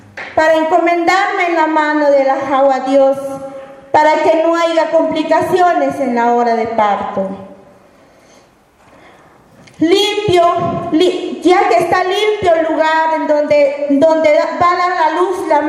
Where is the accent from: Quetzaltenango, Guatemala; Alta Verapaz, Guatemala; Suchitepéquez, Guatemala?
Alta Verapaz, Guatemala; Vengo de Guatemala, del departamento de Alta Verapaz. Soy maya pocón y quechí.